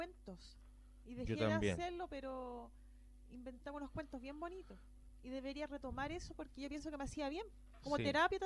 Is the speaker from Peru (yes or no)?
no; Santiago, Santiago Metropolitan Region, Chile; Y en Santiago, porque yo soy santiaguina, estaba en 10 pastillas.